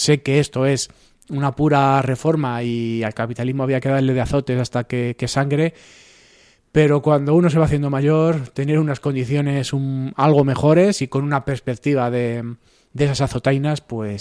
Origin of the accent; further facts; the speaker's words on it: Madrid, Community of Madrid, Spain; como madrileños, yo creo